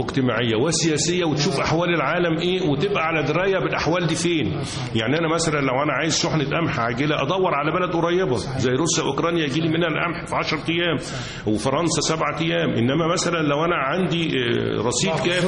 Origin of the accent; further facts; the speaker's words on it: Cairo, Cairo Governorate, Egypt; انا اساسا من القاهره، والوالد ايضا مولود في القاهره والجد مولود بالقاهره. ولما دخلت كليه الزراعه كنت خايف ان انا قاهري